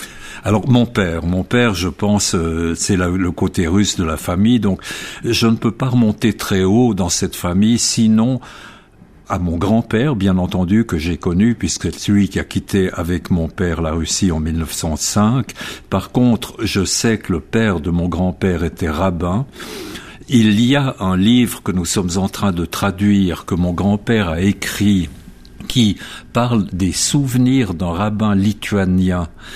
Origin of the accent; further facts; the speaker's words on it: Geneva, Switzerland; born there; Je suis né en 1933 à Genève d'un père russe ayant quitté la Russie et d'une mère genevoise